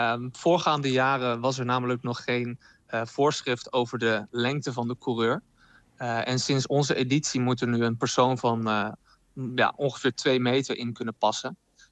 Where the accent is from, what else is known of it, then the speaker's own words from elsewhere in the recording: Zwolle, Overijssel, Netherlands; Ja, ik kom zelf uit Zwolle